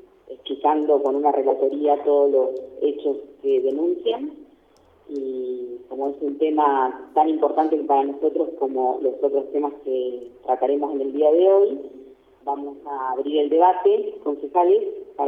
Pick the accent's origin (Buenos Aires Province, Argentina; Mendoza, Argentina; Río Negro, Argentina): Río Negro, Argentina; El Bolsón; nos criamos en Bolsón